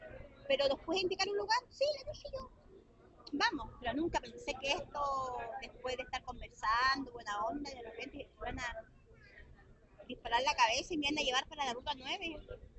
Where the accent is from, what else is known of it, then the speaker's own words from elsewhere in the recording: Puerto Natales, Magallanes, Chile; Soy de Puerto Natales, Punta Arenas, casi lo mismo.